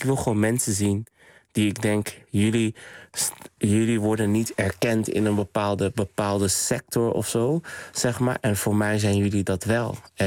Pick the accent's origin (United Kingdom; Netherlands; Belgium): Netherlands; Rotterdam, South Holland; En ik kom uit Rotterdam-West, Spangen. En dat werd altijd als een soort van achterstandswijk, een soort van geprofileerd van het achterstandswijk.